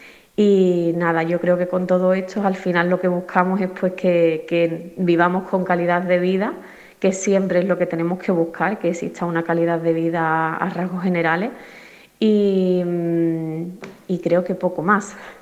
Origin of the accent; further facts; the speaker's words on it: Gelves, Andalusia, Spain; soy de aquí de Gelves, llevo un tiempo viviendo fuera, pero sigo siendo de aquí.